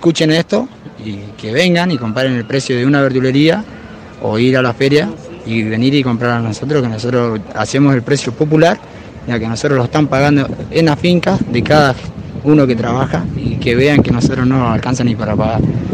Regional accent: Guaymallén, Mendoza, Argentina; Nosotros venimos de Guaymallén.

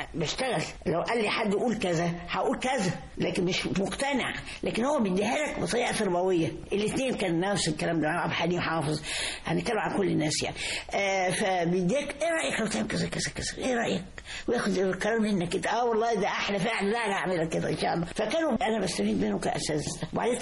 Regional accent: Egypt; أنا كنت 62 في المجر كنت شرقية وكنت بقول لهم أنا مصري

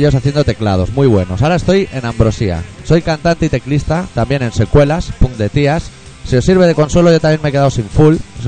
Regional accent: Catalonia, Spain; Sí que, hostia, sí soy catalán.

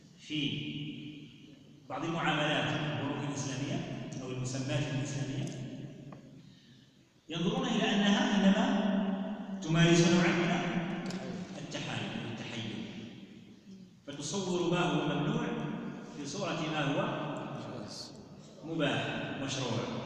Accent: Morocco; المشكل فيه الان عندنا في المغرب مشكل اجرائي

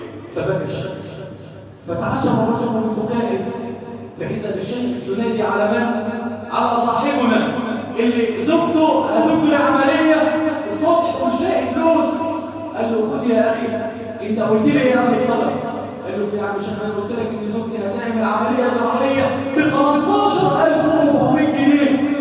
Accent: Egypt; اللهم اجعل بلدنا مصر واحه للامن والامان يا كريم

